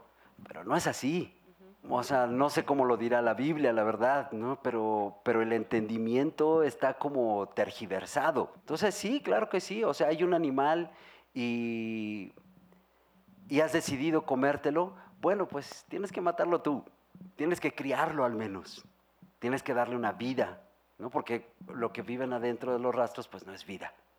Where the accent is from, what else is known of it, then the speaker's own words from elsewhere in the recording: Mexico; O sea, yo como mexicano digo, no, claro que no.